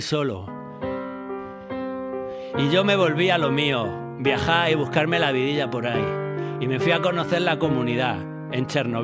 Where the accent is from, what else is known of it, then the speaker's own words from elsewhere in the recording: Jaén, Andalusia, Spain; Como yo soy de Jaén, me quedé una temporada para ayudarle a plantar olivos